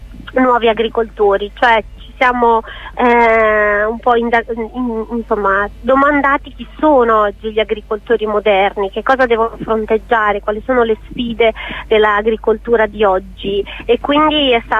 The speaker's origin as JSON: {"language": "Italian", "town": "Rimini", "region": "Emilia-Romagna", "country": "Italy", "tie": "born or raised there", "said": "Io poi vengo dalla mia città natale, Rimini, immaginati, una riminese che d'estate è una delle città più affollate d'Italia"}